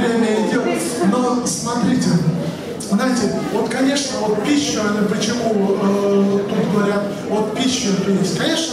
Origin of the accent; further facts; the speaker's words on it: Bryansk, Bryansk Oblast, Russia; от Москвы до, это я сам из Брянска, да, не умещается.